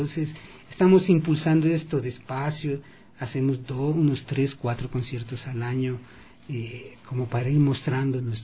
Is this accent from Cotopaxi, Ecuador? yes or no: no; Cotacachi, Imbabura, Ecuador; El municipio de Cotacachi, de donde yo soy originario